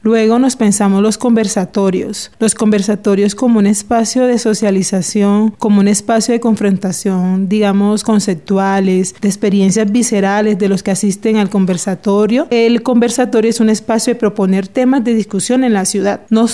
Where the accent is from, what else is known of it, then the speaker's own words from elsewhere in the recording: Cartagena, Bolívar, Colombia; Soy de Cartagena